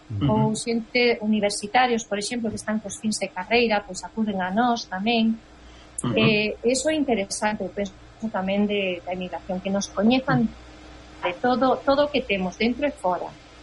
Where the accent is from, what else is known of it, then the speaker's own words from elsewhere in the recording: Galicia, Spain; moved away; porque de verdade que son galega ata médula